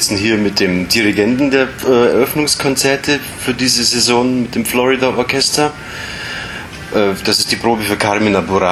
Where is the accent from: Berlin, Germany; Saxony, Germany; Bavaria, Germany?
Bavaria, Germany; Munich; der mir natürlich als Münchner nahe liegt, weil ich die ganzen bayerischen Elemente natürlich gut interpretieren und deuten und vor allem auch fühlen kann.